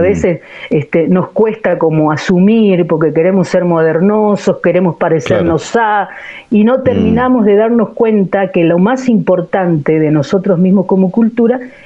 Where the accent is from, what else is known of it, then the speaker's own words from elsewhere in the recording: Catamarca, Argentina; also born or lived in San Juan; No, soy catamarqueña.